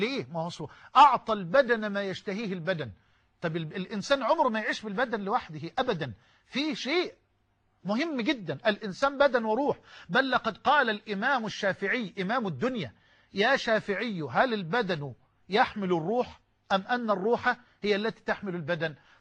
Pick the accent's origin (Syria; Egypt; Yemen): Egypt; يعني كما يقال عندنا في مصر يضحك الطوب